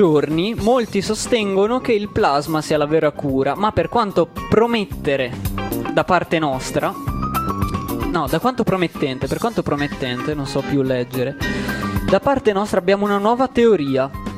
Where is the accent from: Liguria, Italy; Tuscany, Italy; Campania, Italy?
Tuscany, Italy; Carrara; Ho scazzato, sono di Carrara. Carrara.